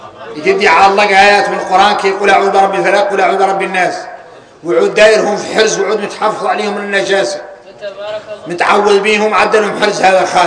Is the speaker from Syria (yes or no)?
no; Mauritania; احنا موريتاني عندنا شيء شريعه وعندنا شيء ذريعه